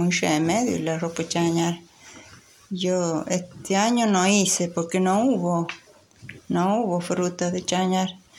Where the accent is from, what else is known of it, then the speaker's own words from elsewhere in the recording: Luyaba, Córdoba, Argentina; Yo soy de Luyaba, arriba del Portezuelo. Ah. Ahí vivían mis padres. Sí, después, bueno, ya me casé y ya me crucé de loma.